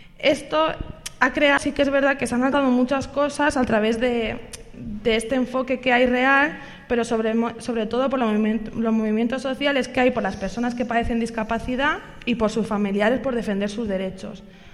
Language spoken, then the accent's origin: Spanish; Barcelona, Catalonia, Spain; yo soy de Barcelona